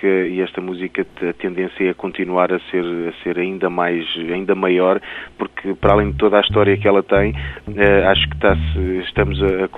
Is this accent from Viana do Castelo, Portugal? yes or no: yes; Arcos de Valdevez, Viana do Castelo, Portugal; also born or lived in Amarante; Eu venho de Arcos de Alvés, mas nasci em Amarante. Vivi em Amarante até aos 8 anos, depois vivi mais 8 anos em Arcos de Alvés.